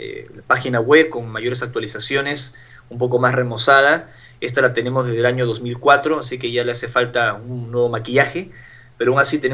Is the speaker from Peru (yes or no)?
yes; Peru; trato de compartir lo que me pasó en mi país de origen, en el Perú